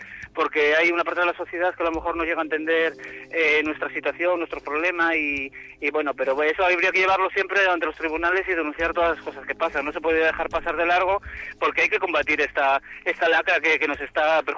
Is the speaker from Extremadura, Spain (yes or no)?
no; Gijón, Asturias, Spain; y como soy de Gijón de Asturias.